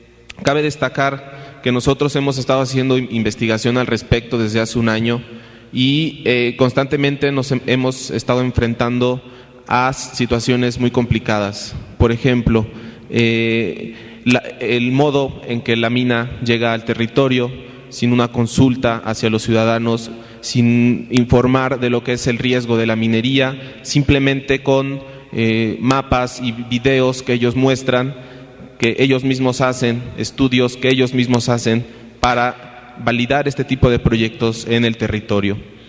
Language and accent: Spanish; Veracruz, Mexico; nosotros somos veracruzanos y estamos preocupados por este proyecto minero